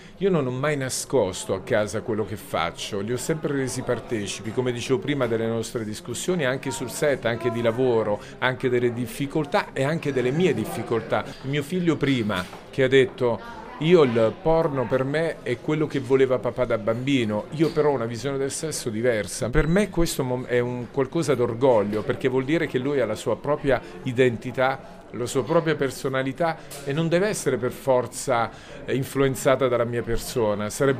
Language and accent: Italian; Abruzzo, Italy; perché sono abruzzese e so che bisogna, per imparare bisogna starsi zitti e non lamentarsi